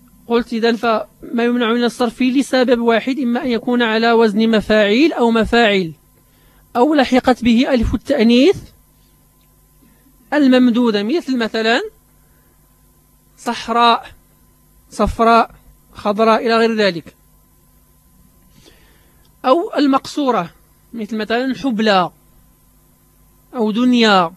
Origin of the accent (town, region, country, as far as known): Morocco